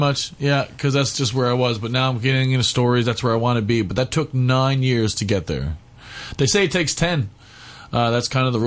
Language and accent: English; Newfoundland and Labrador, Canada; I'm from Newfoundland, Canada, and there was no comedy in my hometown, no stand-up at all.